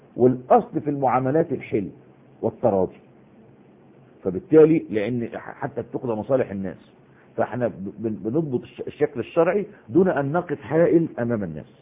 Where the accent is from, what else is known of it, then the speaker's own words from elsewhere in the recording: Egypt; احنا دلوقتي يعني على سبيل المثال عندنا في مصر حتة اسمها وسط البلد، وفي حتة اسمها العتبة